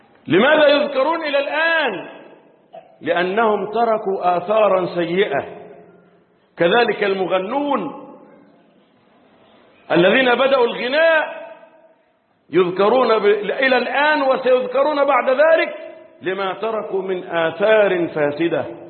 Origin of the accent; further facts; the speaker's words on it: Egypt; اللهم احفظ بلدنا مصر